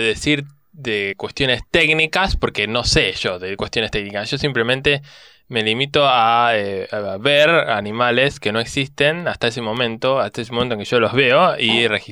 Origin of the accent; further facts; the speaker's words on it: Argentina; De hecho, soy argentino. Vivo acá, siempre viví acá